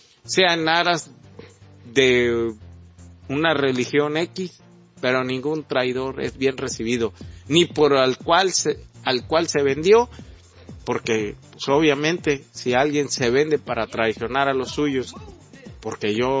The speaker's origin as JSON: {"language": "Spanish", "country": "Mexico", "said": "nos dejaron a todos los mexicanos viviendo con migajas. Somos el país de América Latina que ganamos menos"}